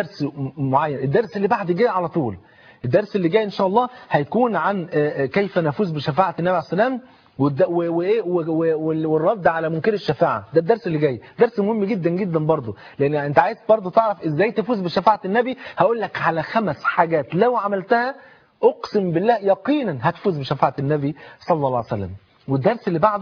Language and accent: Arabic; Egypt; عندنا في مصر في المترو بتاع حلوان بعد محطه